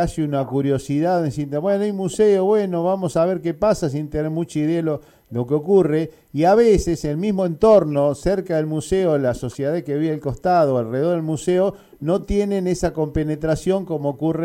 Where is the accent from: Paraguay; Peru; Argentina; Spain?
Argentina; a nosotros como argentinos, no digo en lo personal